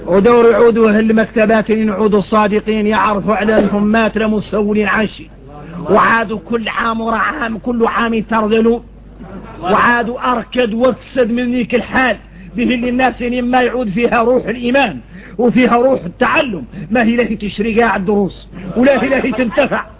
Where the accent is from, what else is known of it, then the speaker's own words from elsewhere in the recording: Mauritania; نحن موريتاني